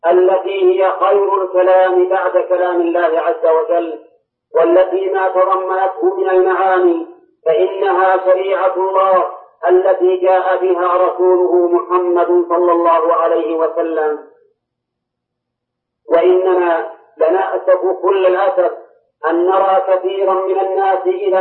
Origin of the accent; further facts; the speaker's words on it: Saudi Arabia; وإن كل صحيفة عندنا في السعودية كل صحيفة تبتدئ بسم الله الرحمن الرحيم